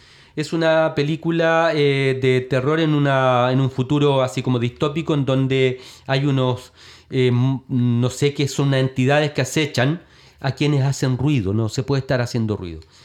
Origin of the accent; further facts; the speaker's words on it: Chile; nuestra propia capacidad como sociedad chilena de organizarnos